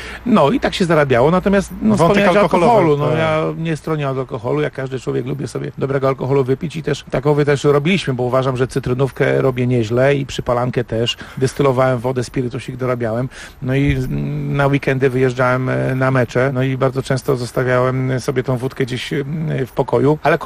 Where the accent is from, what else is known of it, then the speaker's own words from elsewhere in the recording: Wągrowiec, Greater Poland Voivodeship, Poland; Tak, urodziłem się w Wągrowcu. To jest taka miejscowość w granicach 30 tysięcy mieszkańców.